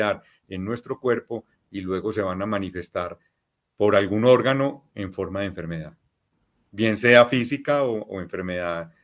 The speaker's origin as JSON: {"language": "Spanish", "country": "Colombia", "said": "yo soy colombiano"}